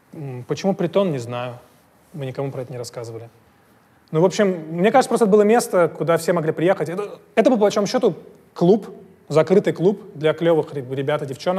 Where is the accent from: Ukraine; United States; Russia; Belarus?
Russia; Я же не из Америки, я же из России.